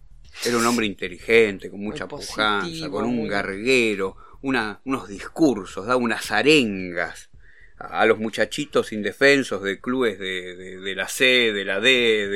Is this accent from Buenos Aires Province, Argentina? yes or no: yes; Merlo, Buenos Aires Province, Argentina; Mira, yo soy de Merlo, ¿no?